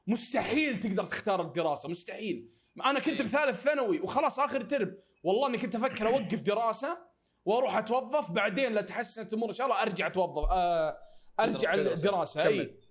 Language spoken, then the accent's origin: Arabic; Saudi Arabia; يعني انا سعودي تعطيني راتب 2500